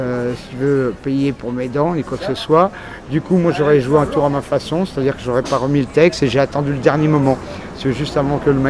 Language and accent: French; Paris, Île-de-France, France; also born or lived in Belgium; Donc c'est vraiment, j'ai un parcours très atypique, si tu veux, quoi. Donc je suis d'origine parisienne, si tu veux, au départ